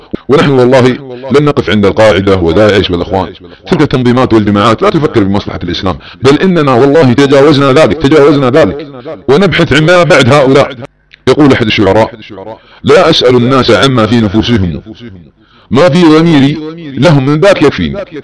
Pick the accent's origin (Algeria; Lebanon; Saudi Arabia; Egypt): Saudi Arabia; سنقطع هلوستهم التي تدور على أبناء وطني في المملكة العربية السعودية وتدور على بلادنا السعودية